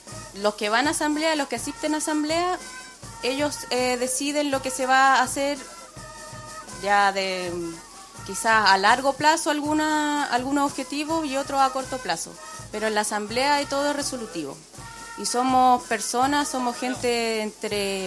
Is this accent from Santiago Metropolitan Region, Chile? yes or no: yes; Puente Alto, Santiago Metropolitan Region, Chile; No, soy de Puente Alto, soy de El Llano, pero viajo todos los sábados